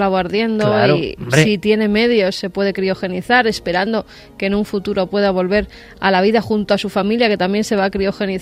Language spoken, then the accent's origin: Spanish; Madrid, Community of Madrid, Spain; de Orcasitas. Hoy en Olías del Rey.